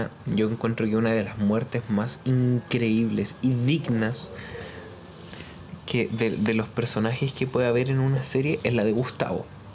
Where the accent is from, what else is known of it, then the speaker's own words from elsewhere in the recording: Chile; aguante Chile, estamos presentes en todo.